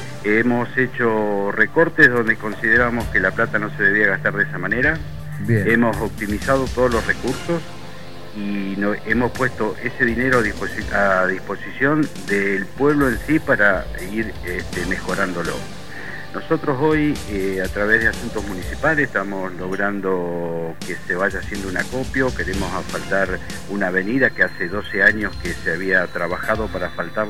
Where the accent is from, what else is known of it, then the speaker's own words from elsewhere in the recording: Metileo, La Pampa, Argentina; also born or lived in General Pico; Yo nací en Metileo, me crié acá en la zona y estuve hasta los 18 años y me tuve que ir a trabajar a General Pico. Después, bueno, cuando tuve que hacer una elección de dónde instalarme para mi actividad, elegí de nuevo Metileo y hace 18 años que estoy trabajando de nuevo acá.